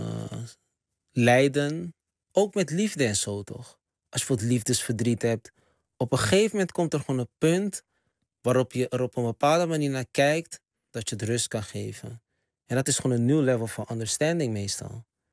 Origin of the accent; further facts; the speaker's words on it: Amsterdam, North Holland, Netherlands; Terwijl we komen rechtstreeks uit de Bijlmer.